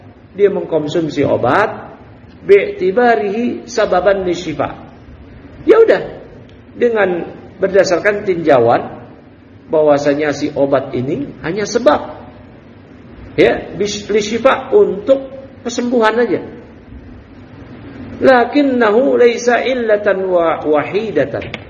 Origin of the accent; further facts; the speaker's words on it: Bekasi, West Java, Indonesia; kita orang Bekasi yang kuntet-kuntet. Kecil-kecil.